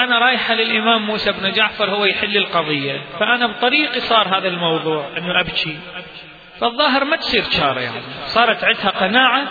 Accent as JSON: {"language": "Arabic", "town": "Baghdad", "region": "Baghdad Governorate", "country": "Iraq", "said": "فهي عندنا في بغداد عاشت صراع لمدة شهر"}